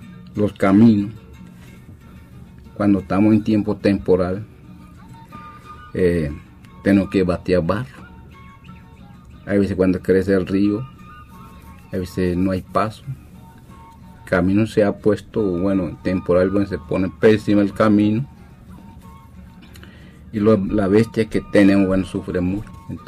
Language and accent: Spanish; Panama; vengo de Carrera Pedrol, vengo de Conte Burica y como de Alto Conte, de todo el territorio que llamo Conte Burica.